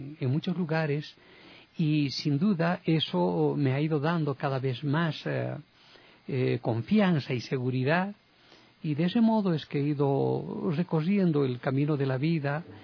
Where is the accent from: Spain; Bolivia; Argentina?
Bolivia; Cochabamba; una radioemisora en mi ciudad natal, Cochabamba, convoca a un concurso de preguntas y respuestas.